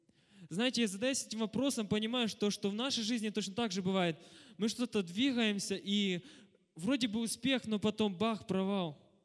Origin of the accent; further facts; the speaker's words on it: Zaporizhzhia, Zaporizhzhia Oblast, Ukraine; И начну с того, что я из Запорожья приехал.